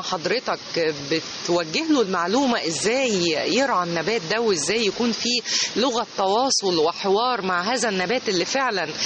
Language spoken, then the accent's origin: Arabic; Egypt; لان احنا كمصريين ومحتاجين اي لمسة جمالية خاصة في يومنا المزدحم